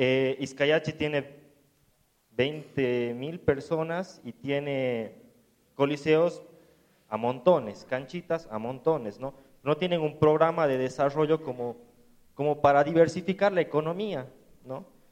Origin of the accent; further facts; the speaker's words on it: Tarija, Bolivia; vengo de Tarija. Gracias por la invitación.